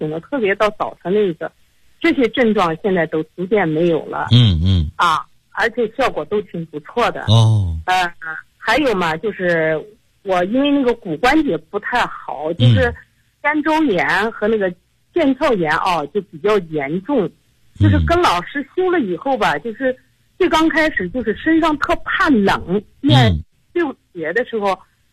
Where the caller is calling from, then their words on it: Xinjiang, China; 我是新疆的你的听众。也是你的会员。